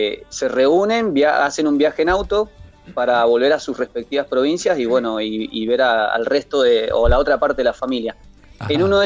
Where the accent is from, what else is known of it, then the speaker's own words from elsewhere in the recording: Ushuaia, Tierra del Fuego, Argentina; yo soy oriundo de Ushuaia, mi familia es migrante de Mendoza. Yo me crié en Ushuaia